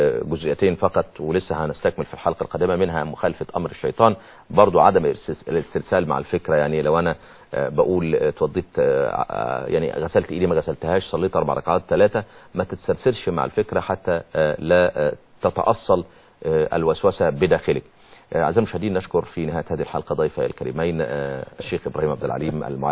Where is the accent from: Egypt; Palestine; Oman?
Egypt; Upper Egypt; وفي الصعيد يعني عندنا في الصعيد